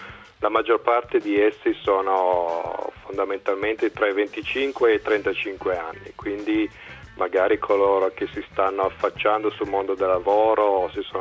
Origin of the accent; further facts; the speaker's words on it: Borgo San Dalmazzo, Piedmont, Italy; moved away as an adult; also born or lived in England; Io sono partito da Borgo San Dalmazzo, provincia di Cuneo, sono cresciuto lì, poi a 19 anni sono andato a studiare in Inghilterra all'università, mi è piaciuta un sacco, quindi sono rimasto lì in Inghilterra per 10 anni